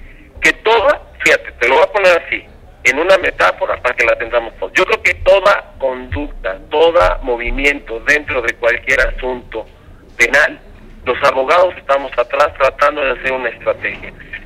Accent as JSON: {"language": "Spanish", "country": "Mexico", "said": "como mexicanos"}